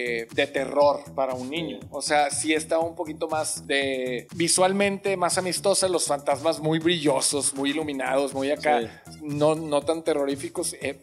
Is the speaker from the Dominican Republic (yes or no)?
no; Mexico; Soy mexicano, güey, podemos decir eso. Todos somos razas cafés.